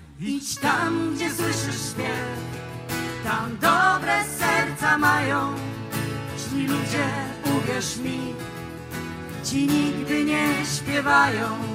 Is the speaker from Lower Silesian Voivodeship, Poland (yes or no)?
yes; Wrocław, Lower Silesian Voivodeship, Poland; Przyjechaliśmy z Wrocławia, czyli bardzo blisko gór.